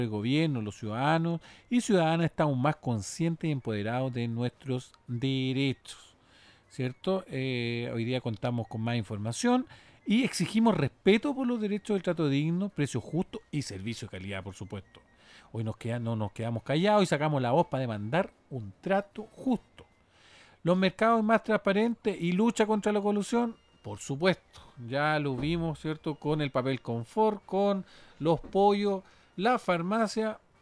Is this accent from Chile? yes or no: yes; Chile; ¿Cómo somos los chilenos y las chilenas como consumidores?